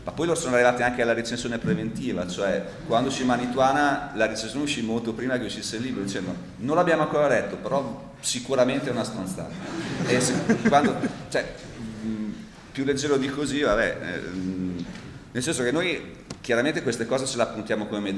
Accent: Bologna, Emilia-Romagna, Italy; quindi siamo bolognesi, no?

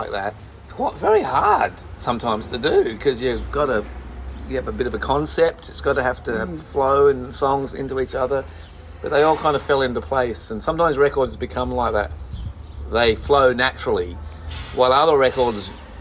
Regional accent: Australia; we're from Australia

